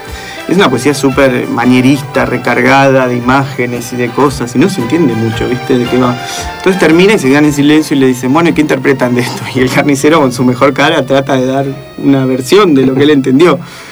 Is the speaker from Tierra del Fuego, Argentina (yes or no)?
no; Béccar, Buenos Aires Province, Argentina; yo soy de provincia, de Bécar.